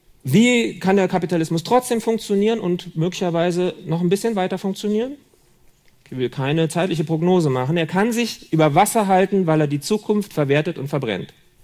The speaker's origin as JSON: {"language": "German", "region": "Berlin", "country": "Germany", "said": "Oder in Berlin, wo ich herkomme."}